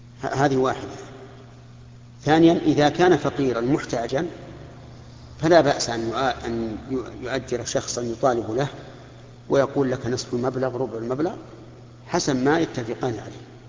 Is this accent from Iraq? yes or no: no; Saudi Arabia; فمثل هنا عندنا في المملكة العربية السعودية